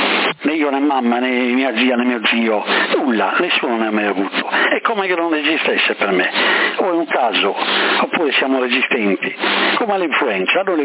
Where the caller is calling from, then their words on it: Sassari, Sardinia, Italy; qua tutti hanno avuto il Covid a Sassari